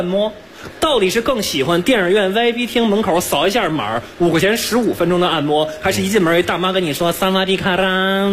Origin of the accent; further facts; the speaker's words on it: Beijing, China; 我是个北京人